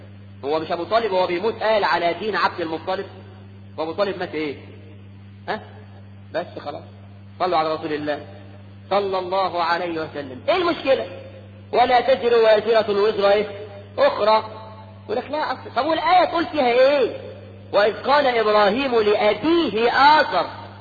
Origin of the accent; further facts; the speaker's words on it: Egypt; ده احنا كمصريين بنسمي الواحد اسمين